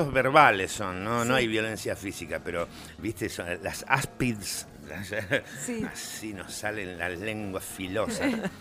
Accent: Buenos Aires, Argentina; Yo nací y me crié en Plaza Lavalle. Me crié en La Salle y en el Pellegrini. Y en Belgrano de Bellas Artes.

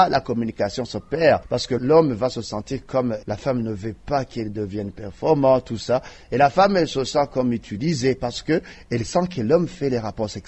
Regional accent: Burundi; Chez nous, au Burundi, je dirais qu'il a vitesse de propagation commence à être accélérée.

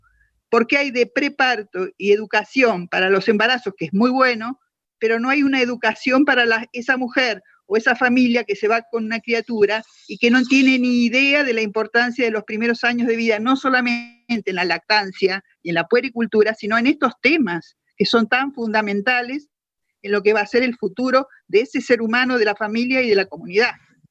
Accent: Argentina; generar otro tipo de ser humano que nos merecemos como argentinos

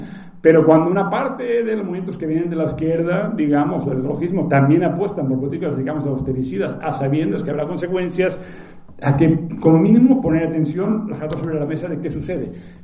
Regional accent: Mexico; yo vengo de México

